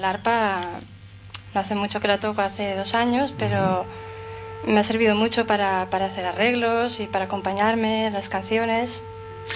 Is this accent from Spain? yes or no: yes; Tamarite de Litera, Aragon, Spain; now in Barcelona, Spain; De Tamarite, de un pueblo de Huesca. Pero hace muchos años que...